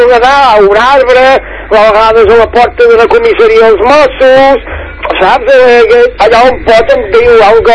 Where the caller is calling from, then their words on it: Barcelona, Catalonia, Spain; jo sóc aquí, veí de Sants, de la plaça Osca.